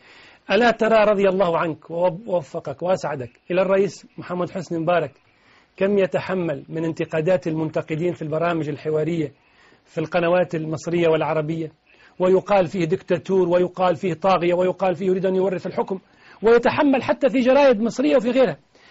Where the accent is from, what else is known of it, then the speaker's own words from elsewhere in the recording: Tunisia; رئيس بلدي تونس